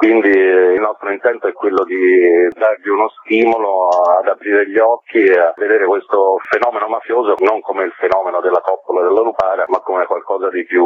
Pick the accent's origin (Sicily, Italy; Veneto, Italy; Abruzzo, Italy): Sicily, Italy; moved away; essendo siciliano emigrato in Toscana, meno male ho frequentato per anni la Sicilia